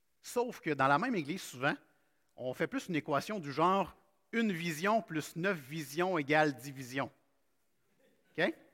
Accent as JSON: {"language": "French", "region": "Quebec", "country": "Canada", "said": "Et bien que nous soyons chrétiens ce matin, on est des Québécois."}